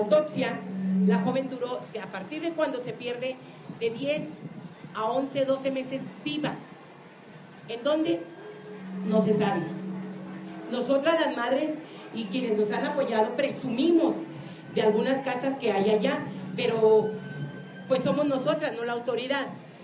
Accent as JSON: {"language": "Spanish", "town": "Ciudad Juárez", "region": "Chihuahua", "country": "Mexico", "tie": "born or raised there", "said": "Soy de Ciudad Juárez, Chihuahua. Soy originaria de ahí. Me encuentro momentáneamente exiliada fuera de Chihuahua, ¿verdad? No del país, pero sí de Chihuahua."}